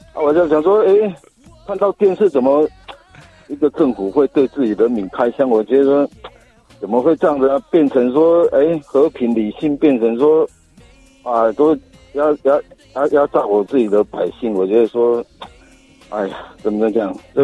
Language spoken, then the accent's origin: Chinese; Pingtung County, Taiwan; 我是宪兵嘛。我是屏东这边坐火车上去啊。